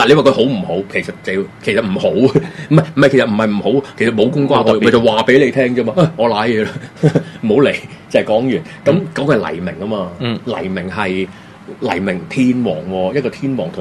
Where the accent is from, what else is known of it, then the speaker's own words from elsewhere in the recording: Hong Kong; 作為香港人，我哋弱勢嘅一方嘛，